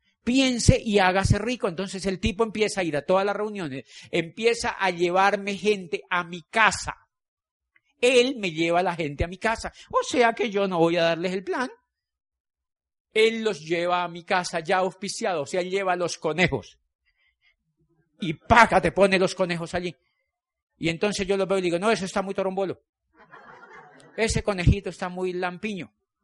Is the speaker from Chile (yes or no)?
no; Colombia; Yo le dije, yo soy de Colombia.